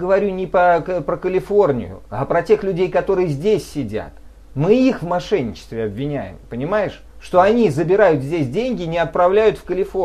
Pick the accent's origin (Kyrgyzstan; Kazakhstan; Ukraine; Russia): Ukraine; Zaporizhzhia, Zaporizhzhia Oblast; now in Germany; Я из Украины, город Запорожье. Жена моя из Москвы, живем в Германии.